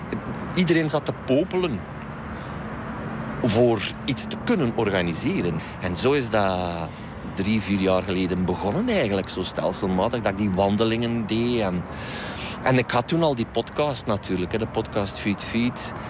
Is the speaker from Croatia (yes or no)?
no; East Flanders, Belgium; Ik ben een Oost-Vlaming, dit is Antwerpen. En eigenlijk komen wij hier niet zoveel. Ook al woon ik hier 20 minuutjes vandaan, de taal is ook anders.